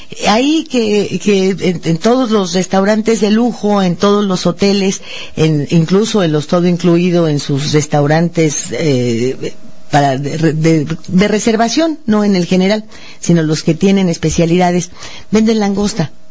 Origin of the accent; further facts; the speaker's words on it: Mexico; Cada vez que te lo dicen, como mexicano, quieres que la tierra te trague.